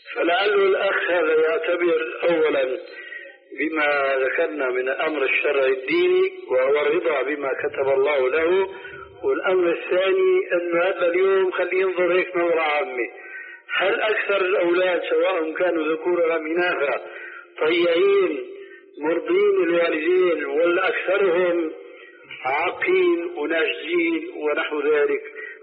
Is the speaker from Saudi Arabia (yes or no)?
no; Syria; هيك كما يقولون عندنا في سوريا